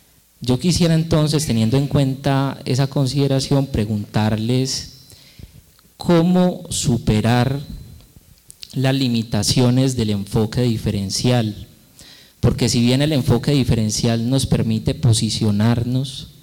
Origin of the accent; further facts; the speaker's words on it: Risaralda, Colombia; yo soy del departamento de Risaralda.